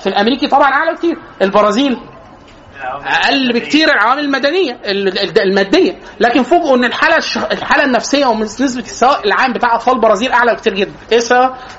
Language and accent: Arabic; Egypt; احنا عندنا في مصر لازم نفترق